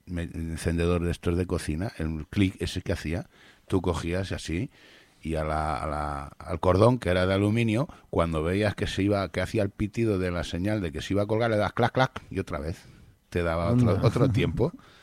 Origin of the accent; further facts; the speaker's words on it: Madrid, Community of Madrid, Spain; Es que soy de Carabanchel.